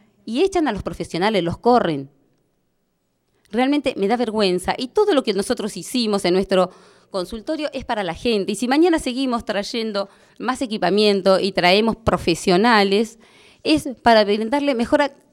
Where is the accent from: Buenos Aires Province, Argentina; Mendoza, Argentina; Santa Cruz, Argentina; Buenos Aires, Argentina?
Santa Cruz, Argentina; Jaramillo; now in Puerto Deseado, Argentina; Yo soy de acá de Deseado. Va, me crié en Jaramillo, vivo acá en Deseado